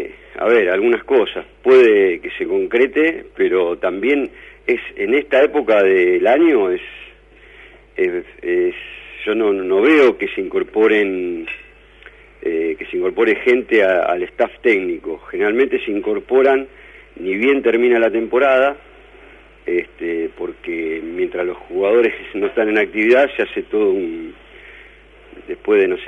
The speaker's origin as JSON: {"language": "Spanish", "country": "Argentina", "said": "Obviamente nosotros como argentinos tenemos la ilusión de verlo en acción"}